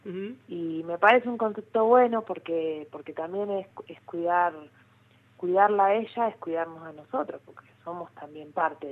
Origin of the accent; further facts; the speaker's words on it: José Mármol, Buenos Aires Province, Argentina; yo soy de José Mármol, uh-huh. pero en ese momento yo ya estaba viviendo en Capital Federal